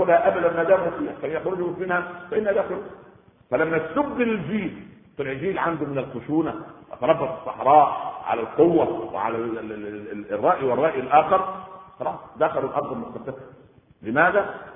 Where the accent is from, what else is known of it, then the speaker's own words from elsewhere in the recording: Egypt; عندنا في مصر